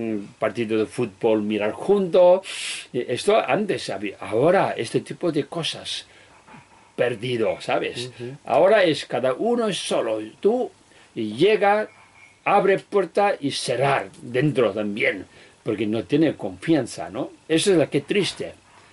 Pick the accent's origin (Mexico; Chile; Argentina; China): China; Tibet; Spanish is a second language; soy un humano en este mundo que nació en Tíbet, soy tibetano, no soy chino, ¿sabes? Porque mis padres, mis abuelos son tibetanos, tibetano, y después nací en Tíbet